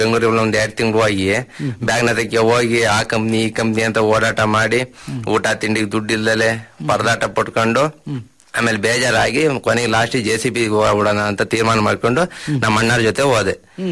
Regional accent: Hassan, Karnataka, India; ಹಾಸನ, ನಮ್ಮ ತಂದೆ ಊರಲ್ಲಿ ಬಾಚಿಹಳ್ಳಿ ಗ್ರಾಮದಲ್ಲಿ. ಅದೇ ಆ ರೀತಿ ಅಲ್ಲಿ ಹುಟ್ಟಿ ಬೆಳೆದು ಓದಿದ್ದೆಲ್ಲ ಅಲ್ಲೇ.

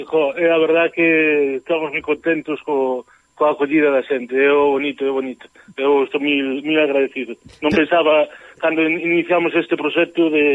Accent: Galicia, Spain; Os portugueses son familia, somos irmáns, os galegos somos irmáns do Douro para arriba, sempre direi

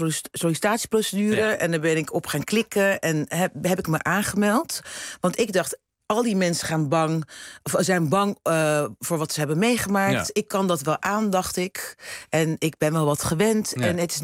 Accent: Rotterdam, South Holland, Netherlands; now in Amsterdam, Netherlands; Ik ben opgegroeid in Rotterdam, in een zwarte wijk. Ja. En ik woon nu in Amsterdam.

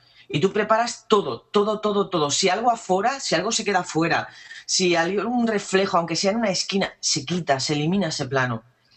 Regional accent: Andalusia, Spain; sobre todo yo que soy andaluza, soy muy vaga

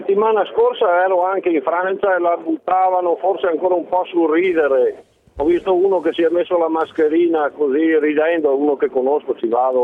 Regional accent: Belluno, Veneto, Italy; io sono un camionista, sono di Belluno, però comunque sto percorrendo la 4, ormai sono a Verona

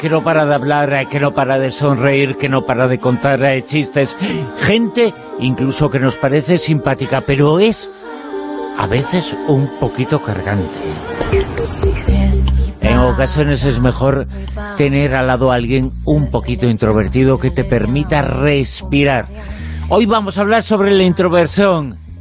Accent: Galicia, Spain; es que soy gallego también. Entonces los gallegos somos unos introvertidos con mucha extroversión.

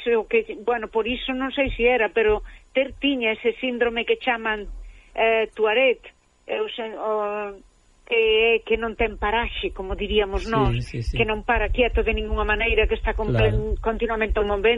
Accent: Galicia, Spain; Pois aí estamos, name como dous galegos, un galego e unha galega na mesma onda

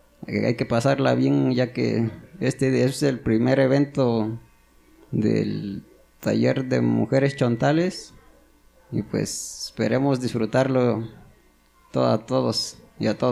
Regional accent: San José Chiltepec, Oaxaca, Mexico; vengo de la comunidad de San José Chiltepec. Y pues mi asamblea de mi pueblo

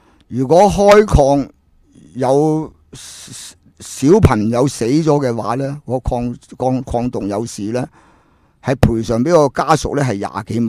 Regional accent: China; 我回到中国，我帮我下，我是中国人，我有个中国心而已

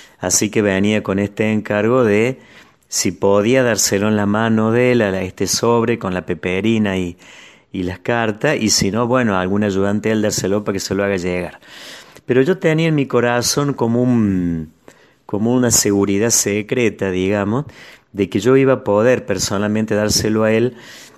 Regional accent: La Calera, Córdoba, Argentina; Sí, yo traía de mi pueblo de La Calera peperina

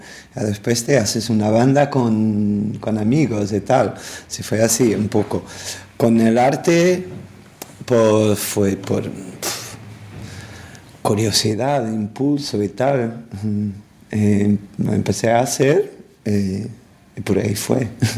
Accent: Lisbon, Portugal; Spanish is a second language; soy de Lisboa, tengo 48 años, soy artista plástico, músico y productor.

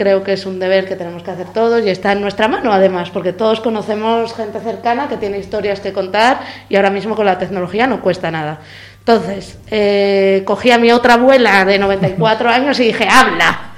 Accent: Arriondas, Asturias, Spain; sé de Arriondas, Parres, de donde soy yo.

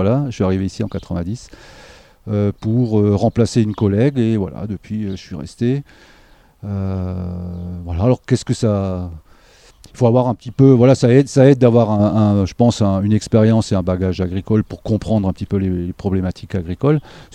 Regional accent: Grand Est, France; une formation agricole à la base, que j'ai fait en Alsace, hein, je suis alsacien d'origine, voilà, et puis fier de l'être

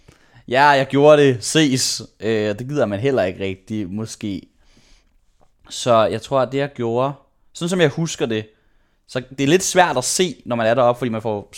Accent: Frederiksberg, Capital Region of Denmark, Denmark; also born or lived in Aarhus; Jeg er født i Aarhus, men det flyttede jeg hurtigt væk fra. Det kan jeg ikke huske. Så flyttede jeg til Frederiksberg, og så boede jeg der indtil jeg var 20. Og der gik jeg i børnehave, der gik jeg i folkeskole, der gik jeg i gymnasiet.

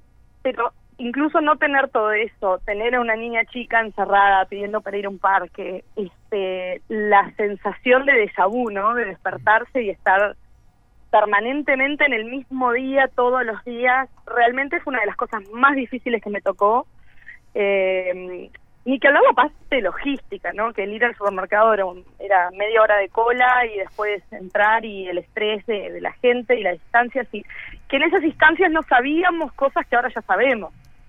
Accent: Uruguay; moved away; que como uruguayos podíamos entrar acá

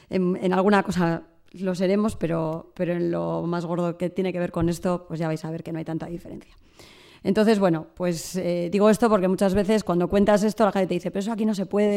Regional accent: Ermua, Basque Country, Spain; yo soy de Ermua, en Vizcaya, y la apuesta ahora mismo de mi pueblo es cerrar

